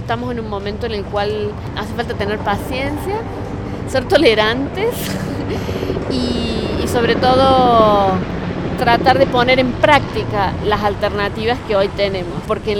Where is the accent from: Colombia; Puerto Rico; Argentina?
Argentina; Córdoba; yo vengo de Córdoba, Argentina.